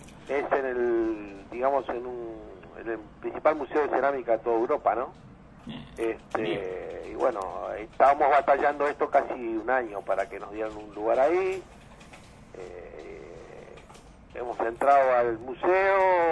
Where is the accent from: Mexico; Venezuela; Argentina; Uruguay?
Uruguay; Sí, soy uruguayo.